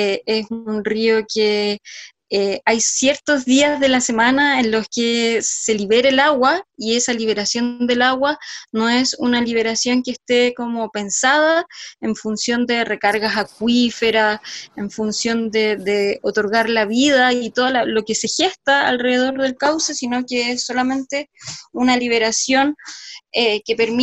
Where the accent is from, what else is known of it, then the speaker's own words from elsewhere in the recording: San Felipe, Valparaíso, Chile; la comuna exactamente al lado de San Felipe del Valle de la Aconcagua, de donde yo soy